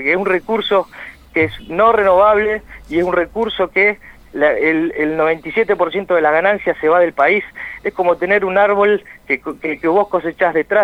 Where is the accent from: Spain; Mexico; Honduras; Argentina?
Argentina; Santa Cruz; como argentinos, como santacruceños